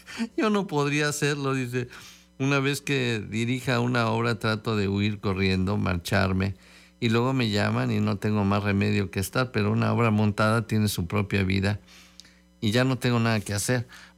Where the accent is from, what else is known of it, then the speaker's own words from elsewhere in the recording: Spain; Yo soy español y viajo a Estados Unidos, Japón, Latinoamérica